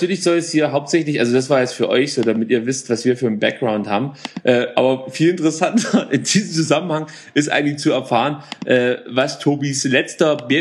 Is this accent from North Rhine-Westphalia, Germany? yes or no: no; Baden-Württemberg, Germany; Und also wir müssen dazu sagen, wir kommen ja aus Baden-Württemberg.